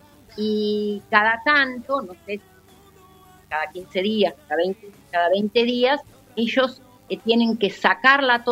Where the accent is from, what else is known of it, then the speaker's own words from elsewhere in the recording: Argentina; Muy gritones somos los argentinos.